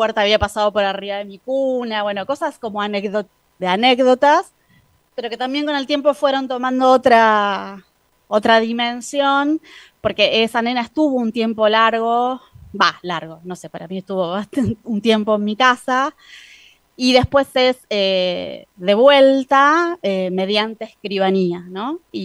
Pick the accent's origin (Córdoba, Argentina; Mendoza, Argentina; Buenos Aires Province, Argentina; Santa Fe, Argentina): Córdoba, Argentina; Crecí en Córdoba, básicamente